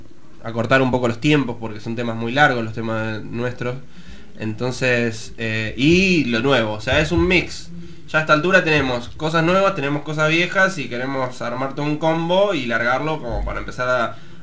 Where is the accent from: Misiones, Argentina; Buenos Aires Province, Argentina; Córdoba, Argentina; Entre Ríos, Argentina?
Buenos Aires Province, Argentina; La Plata; born there; O sea, nací en La Plata